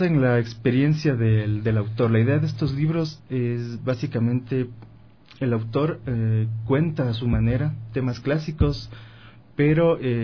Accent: Quito, Pichincha, Ecuador; Sí, quiteño.

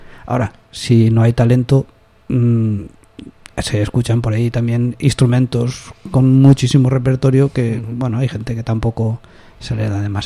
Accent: Valencia, Valencian Community, Spain; yo vengo de Valencia, las bandas se aprendía así

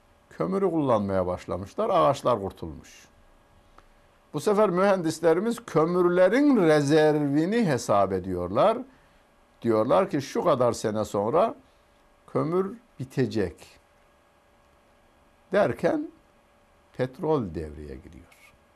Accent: Karaman, Turkey; Ben Karamanlıyım. Bizim köyümüz Karaman'ın elma ihtiyacını karşılardı.

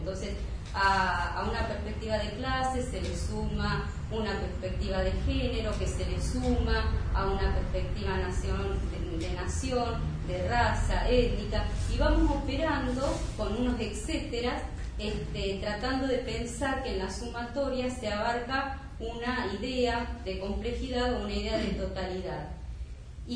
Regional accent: Neuquén, Argentina; yo soy de Neuquén, también como Ariel, trabajo en la Universidad de Comahue, soy militante feminista de la colectiva La Revuelta

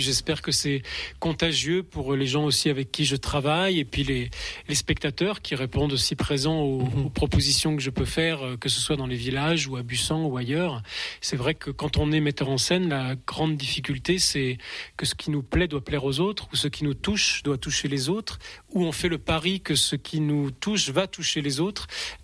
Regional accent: Nouvelle-Aquitaine, France; c'était à Limoges, moi j'ai grandi en Limousin

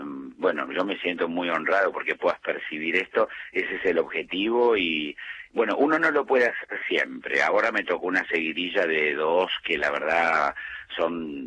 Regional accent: Argentina; Somos argentinos, somos totalmente diferentes y únicos.

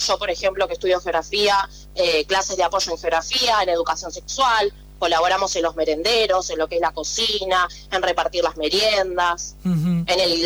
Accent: Florencio Varela, Buenos Aires Province, Argentina; now in La Plata, Argentina; Yo por ejemplo era de Florencio Varela, me mudé a la ciudad de La Plata para poder estudiar y progresar.

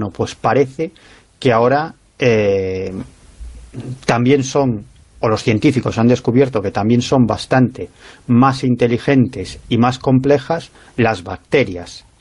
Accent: Galicia, Spain; ya sabes que soy un gallego exagerado, soy un gallego del sur y por lo tanto un gallego exagerado

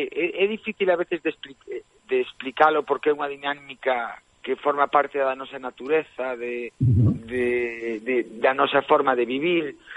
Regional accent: O Grove, Galicia, Spain; con xente do meu pobo, Grove, que é un pobo fermoso.

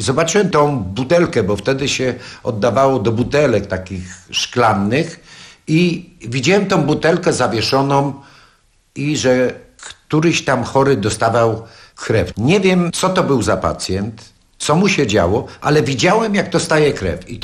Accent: Tarnów, Lesser Poland, Poland; Ja mieszkałem wtedy w Tarnowie, muszę nadmienić, bo pochodzę z Tarnowa.

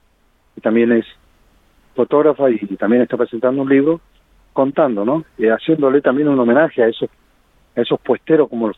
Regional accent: La Pampa, Argentina; yo nací entre el Garrobo del Águila y La Humada, más o menos 400 kilómetros de acá de la capital federal, en un puestito con ranchitos de barro y jarilla en esa época

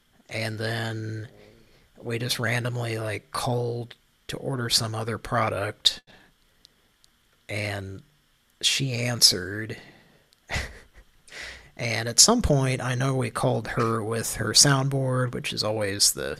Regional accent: Oklahoma, United States; That I'm from Oklahoma.

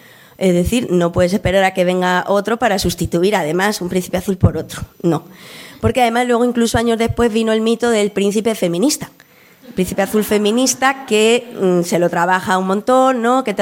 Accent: Madrid, Community of Madrid, Spain; Yo vengo del barrio de Aluche y, bueno, barrio obrero, ¿no?, del sur de Madrid

